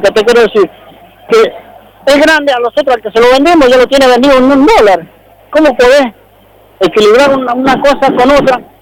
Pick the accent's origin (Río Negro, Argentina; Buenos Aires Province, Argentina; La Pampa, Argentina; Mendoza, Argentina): Mendoza, Argentina; Maipú; yo soy chacarero, somos hortícolas, la mayoría de las familias somos hortícolas y somos del departamento de Maipú.